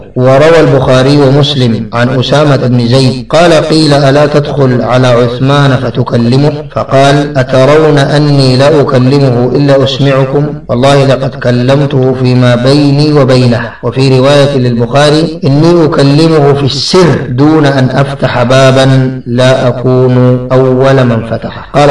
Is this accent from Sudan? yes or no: yes; Sudan; التي حصلت في بلادنا السودان